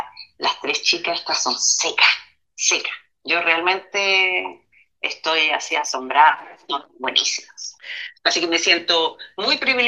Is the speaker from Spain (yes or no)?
no; Chile; also born or lived in Sweden; yo también soy chilena, no soy solamente sueca